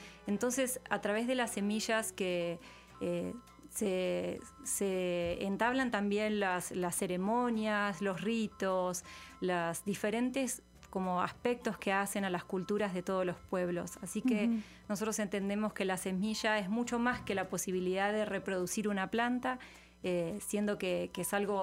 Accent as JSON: {"language": "Spanish", "region": "Buenos Aires", "country": "Argentina", "said": "vengo de la provincia de Buenos Aires, que está en el centro del país"}